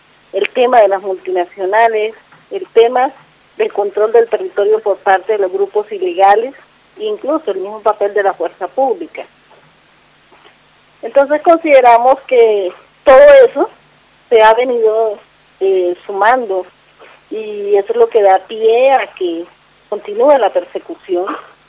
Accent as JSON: {"language": "Spanish", "town": "Arenal", "region": "Bolívar", "country": "Colombia", "lives_now": "Bogotá, Colombia", "said": "Pues yo soy de Arenal Sur de Bolívar y mi domiciliaria está en la ciudad de Bogotá, es de polo a polo, bastante distante."}